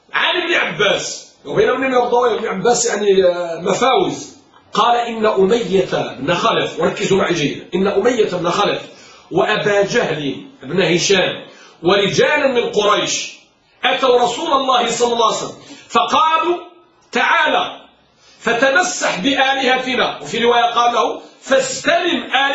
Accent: Morocco; الآن مثلا عندنا في المغرب موضوع التسهيل التسهيل، الرفق الرفق

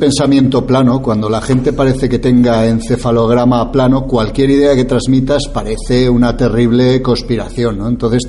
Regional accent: Spain; Los únicos culpables de todo esto somos los españoles.

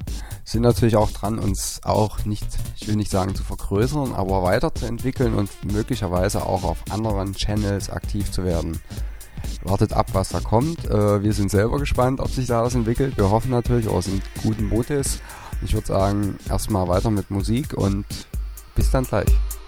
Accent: Germany; Also da, wo ich herkomme, das ist weit, weit im östlichsten Ostzipfel von der Bundesrepublik.

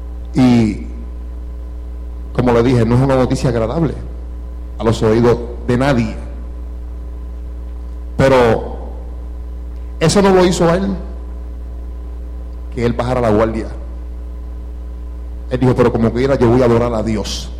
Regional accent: Hato Viejo, Puerto Rico; Somos del mismo barrio. Somos de Hato Viejo los dos. Y los dos nos criamos en la Iglesia Pentecostal de Los Caños

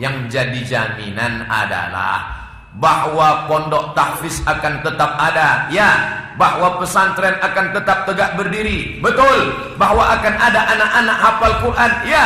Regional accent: Riau, Indonesia; "Ustaz dari Riau ya?" Kata, kawan. Iya, saya bilang.

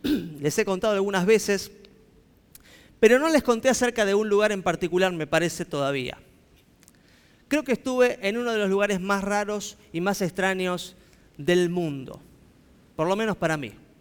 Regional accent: Buenos Aires, Argentina; yo que nací en Buenos Aires, viví en Buenos Aires, sigo en Buenos Aires

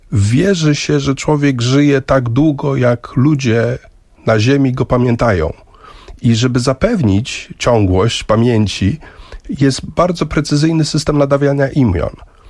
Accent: Łódź, Łódź Voivodeship, Poland; born there; also born or lived in Kenya; urodziłem się rzeczywiście w Łodzi, ale w wieku 4 lat wyjechaliśmy z rodzicami do Kenii. Tam mieszkałem 2 lata, więc do żłobka chodziłem w Polsce, do przedszkola w Kenii.

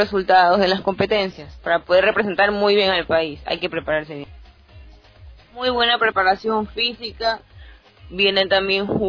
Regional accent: Brazil; tengo 20 años, soy brasileña

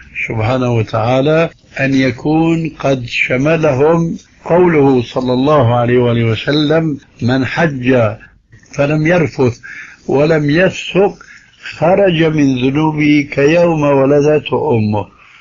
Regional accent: Syria; وكما يقول عندنا في سوريا نحط رجلنا بقى ماء باردة

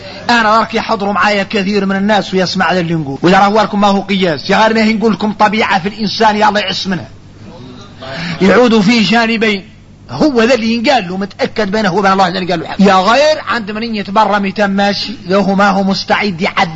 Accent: Mauritania; هذا كثير فينا احنا موريتاني

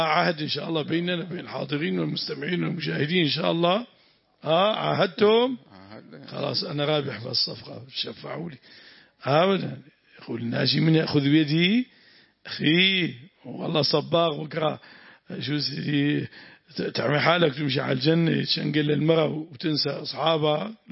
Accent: Syria; عندنا في الشام، أريد أن أحضر

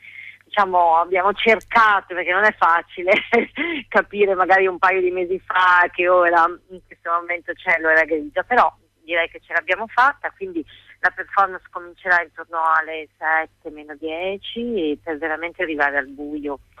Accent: Bologna, Emilia-Romagna, Italy; Per fortuna noi siamo di Bologna, lo spazio è Bologna

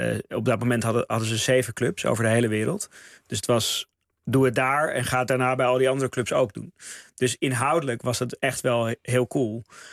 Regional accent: Amsterdam, North Holland, Netherlands; Zeker, ja, ik kom uit Amsterdam.

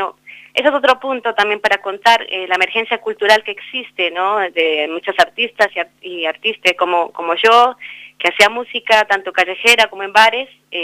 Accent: Sibundoy, Putumayo, Colombia; now in El Bolsón, Argentina; que nace en Sibundoy Putumayo, en mi terruño, y bueno, y se consolida también acá en el Bolsón

